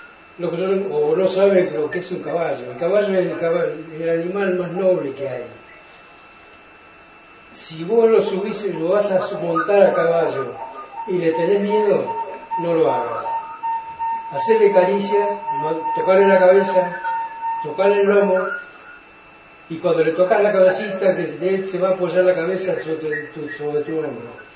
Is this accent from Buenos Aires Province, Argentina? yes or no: yes; Juan José Paso, Buenos Aires Province, Argentina; Yo soy de Juan José Paso, partido de Cobajó.